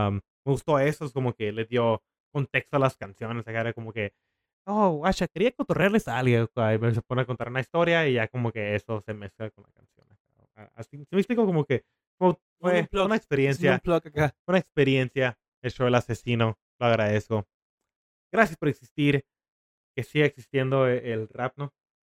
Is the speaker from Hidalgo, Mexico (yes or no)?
no; Mexicali, Baja California, Mexico; aquí en mi pueblito de Mexicali